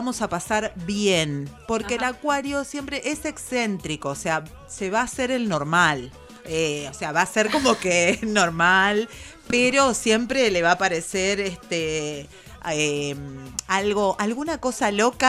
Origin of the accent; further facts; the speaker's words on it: Berisso, Buenos Aires Province, Argentina; invitarlo a la isla Paulino, yo que soy de Berisso